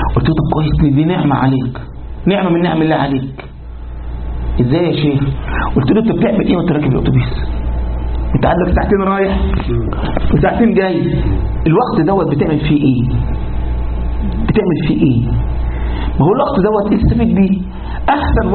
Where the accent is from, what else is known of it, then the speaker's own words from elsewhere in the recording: Egypt; تعرف عندنا في مصر الثانوية العامة دي يعني إيه؟